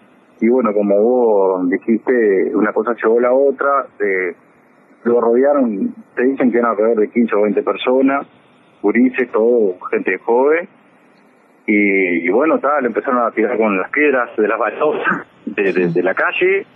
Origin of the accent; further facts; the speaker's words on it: Pando, Canelones, Uruguay; Yo lo conozco de chico, porque como me crié en Pando